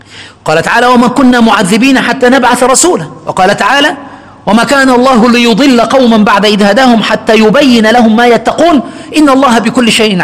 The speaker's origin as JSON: {"language": "Arabic", "country": "Egypt", "said": "عندنا في مصر وفي غالب الدول يعني"}